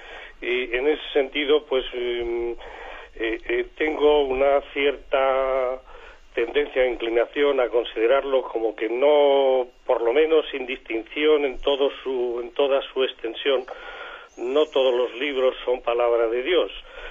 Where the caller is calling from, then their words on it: Valladolid, Castile and León, Spain; de Valladolid.